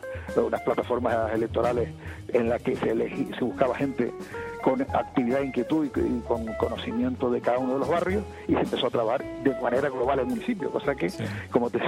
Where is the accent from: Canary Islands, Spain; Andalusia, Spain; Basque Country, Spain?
Canary Islands, Spain; El Escobonal; el pueblo del Escobonal, del que yo soy, donde yo nací, ¿no?